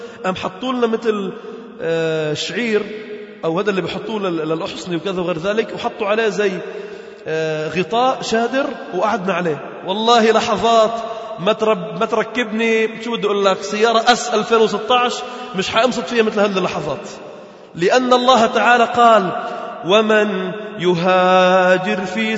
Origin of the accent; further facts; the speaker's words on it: Lebanon; فكنا مجموعة من الشباب نحن من لبنان